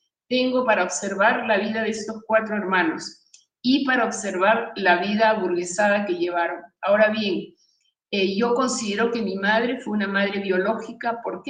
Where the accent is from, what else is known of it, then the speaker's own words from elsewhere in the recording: Peru; born there; nací en Perú, pero fui concebida en la Ciudad Luz, en París, en un viaje de placer de mis padres.